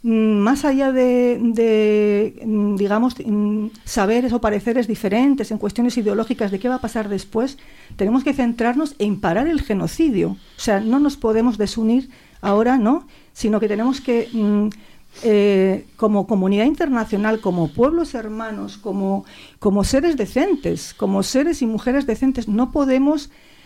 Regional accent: Basque Country, Spain; Yo soy vasca y a mí me marcó toda la vida el bombardeo de Guernica

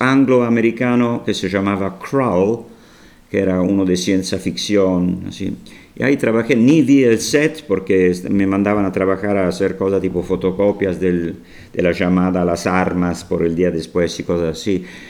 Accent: Italy; Spanish is a second language; porque soy italiano y estudié siempre cosas inglesas. Llegó el momento que tengo que saber más sobre mi país.

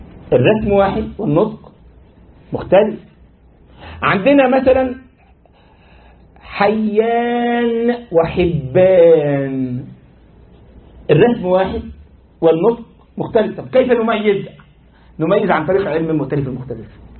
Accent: Egypt; انت عارف عندنا في مصر لك ايه؟ تشابه أسماء.

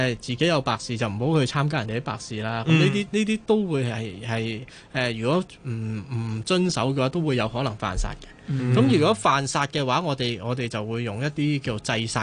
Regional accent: China; 我哋中國人好多時候咧，遇到一啲唔好嘅能量都係話係煞嚟嘅

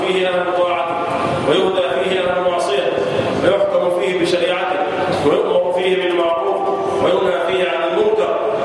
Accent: Egypt; اللهم احفظ بلدنا مصر وسائر بلاد

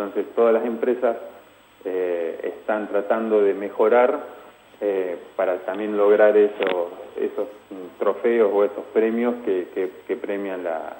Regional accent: Argentina; prácticamente a nosotros mismos como argentinos no nos cuesta porque estamos a mismo precio

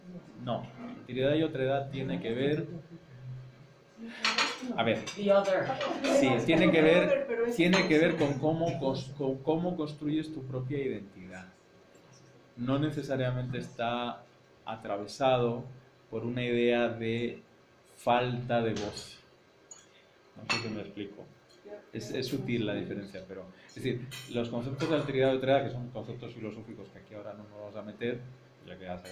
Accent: Spain; accent: Spanish; now in Mexico; Te digo que yo, en México, pues partí con una ventaja, que es mi acento. Porque es muy fácil de ver, el acento español en México tiene, aunque sea incomprensible, tiene prestigio social

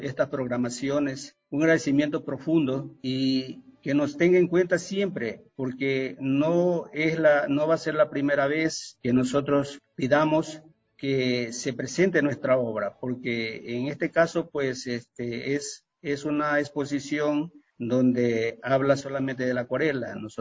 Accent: Ecuador; Entonces yo le decía, pues vengo del Ecuador.

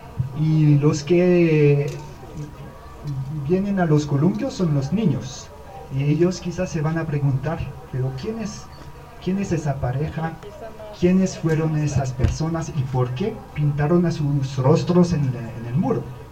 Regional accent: France; now in Colombia; yo soy un jesuita francés, no soy de acá, llevo un poco más de un año en ese lindo país de Colombia y vivo en este barrio de Mariscal Sucre, en mi comunidad de los jesuitas, aquí muy cerca.

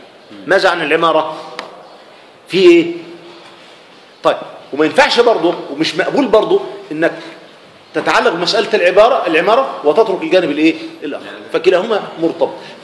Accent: Egypt; وما انا مش بقول عشان انا احنا مصريين

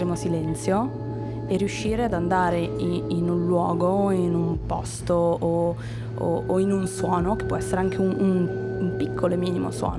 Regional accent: Milan, Lombardy, Italy; Poi sicuramente noi siamo di Milano

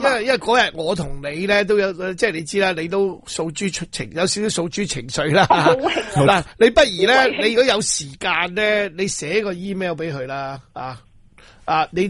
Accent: China; moved away; 因为我喺外国生活咗多年，我知道我俾人歧视嘅时候咧，我哋华侨咧。

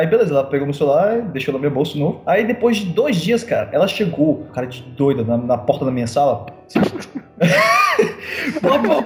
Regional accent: Southeast, Brazil; Eu? Como assim? Eu vivi lá a minha infância inteira e eu sou de lá, eu nasci lá, eu sou doido.

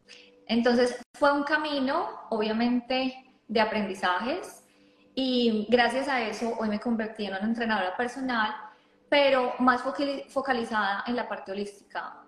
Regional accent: Colombia; now in Australia; yo soy de Colombia y vivo en Australia, y llegué hace 9 años exactamente.

